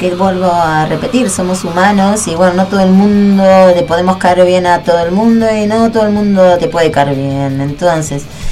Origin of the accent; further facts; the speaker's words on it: José C. Paz, Buenos Aires Province, Argentina; Bueno, yo soy de José Paz, soy de zona norte